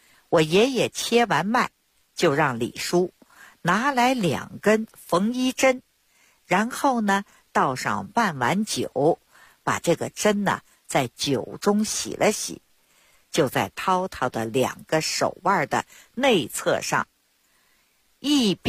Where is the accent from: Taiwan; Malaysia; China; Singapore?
China; Beijing; 我呢是土生土长的北京人儿。我自小呢出生在一个中医世家， … ，我的爷爷我的父亲那都是郎中。